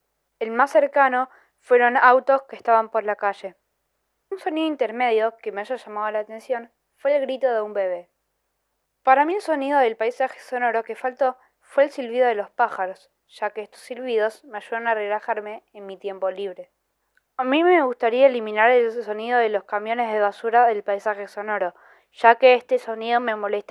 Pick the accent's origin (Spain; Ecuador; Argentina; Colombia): Argentina; tengo 11 años y soy de Argentina.